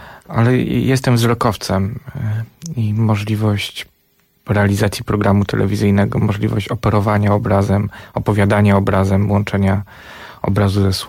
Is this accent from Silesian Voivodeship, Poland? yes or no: yes; Żywiec, Silesian Voivodeship, Poland; moved away as an adult; urodziłem się w Żywcu, mieszkałem tam do 18 roku życia. To jest miasto, które jest chyba ładniejsze nawet od Paryża